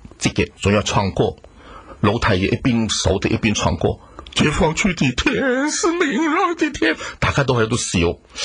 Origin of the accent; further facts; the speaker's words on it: China; 最起码我是祖国大陆出生，红旗下生，红旗下长